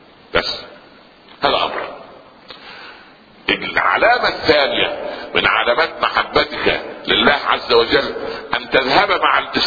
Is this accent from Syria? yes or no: no; Upper Egypt, Egypt; في مثل عندنا في الصعيد